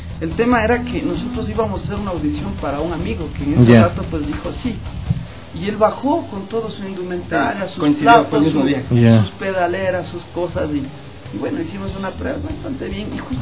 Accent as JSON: {"language": "Spanish", "town": "Conocoto", "region": "Pichincha", "country": "Ecuador", "tie": "born or raised there", "said": "Y somos de Conocoto"}